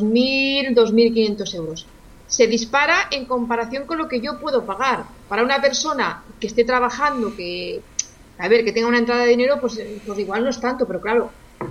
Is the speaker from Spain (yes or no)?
yes; Spain; porque estoy como muchos españoles y la verdad está la cosa complicada.